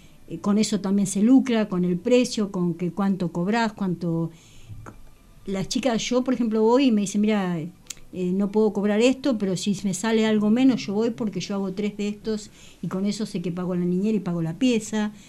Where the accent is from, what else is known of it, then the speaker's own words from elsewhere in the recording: La Plata, Buenos Aires Province, Argentina; soy de La Plata